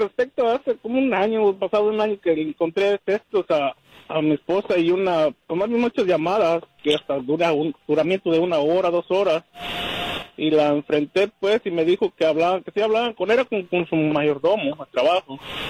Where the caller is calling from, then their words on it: Fresno, California, United States; Doctor Fresno.